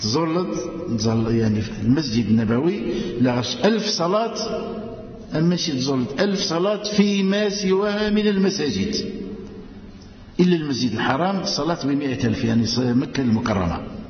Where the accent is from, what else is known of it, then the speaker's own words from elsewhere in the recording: Algeria; نرفع أكف الدعاء إلى أدي زنزل الأمن والهنا في بلادنا الجزائرية